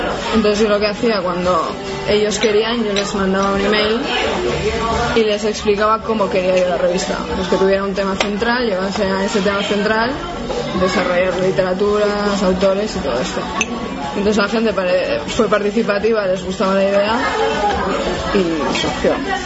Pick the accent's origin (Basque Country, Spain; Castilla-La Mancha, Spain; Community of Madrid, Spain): Basque Country, Spain; Bilbao; como soy de Bilbao, pues voy a hacer una revista de literatura.